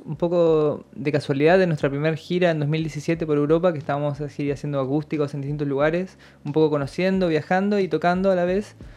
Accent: La Plata, Buenos Aires Province, Argentina; now in Slovakia; yo soy muy platense, o sea, como que era, siempre fui muy fanático de La Plata, por más que ahora me fui hace tiempo, pero me encanta La Plata y me considero platense, por más de que hable raro.

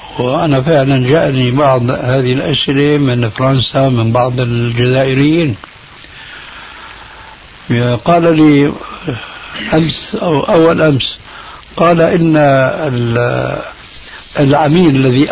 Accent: Syria; عندنا بسوريا من زمان

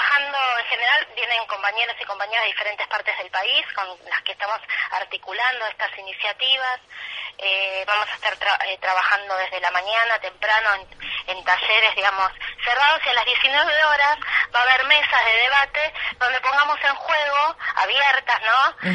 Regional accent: Argentina; como somos argentinos, y las argentinas somos en general muy también, digamos, de presentarnos en la calle

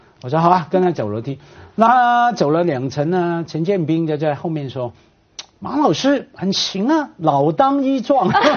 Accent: Hong Kong; 我一个香港人啊在大城市长大

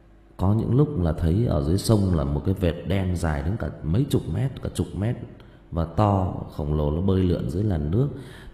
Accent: Thuy Trang, Hưng Yên, Vietnam; Thì ở quê tôi á, ở quê ngoại tôi là thôn Thụy Trang ở Hưng Yên á.

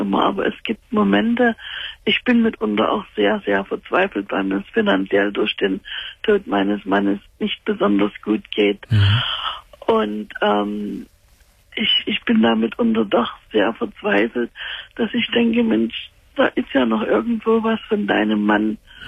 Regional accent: Dresden, Saxony, Germany; weil wir stammen normalerweise aus Dresden. Und er hat immer gesagt, wenn er mal das Zeitliche segnet, möchte er gerne in seine Heimat Erde. Wir wohnen in Nordrhein-Westfalen

